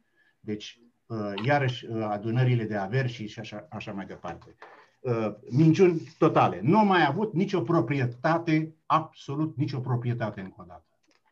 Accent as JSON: {"language": "Romanian", "country": "Romania", "moved": "yes", "lives_now": "Netherlands", "said": "noi suntem români, domnilor, eu trăiesc de 45 de ani de zile în Olanda, eu sunt român, prețuiesc tot ce este în românesc"}